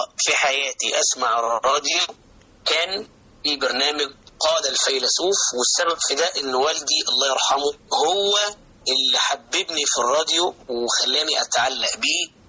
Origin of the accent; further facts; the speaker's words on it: Alexandria, Alexandria Governorate, Egypt; وأنا من الإسكندرية ومن المكفوفين